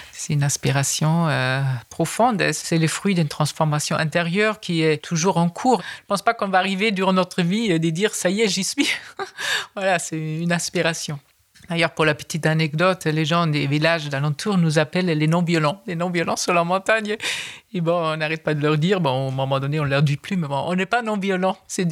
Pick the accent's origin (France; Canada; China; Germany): Germany; French is a second language; J'ai remarqué ça en tant qu'Allemande.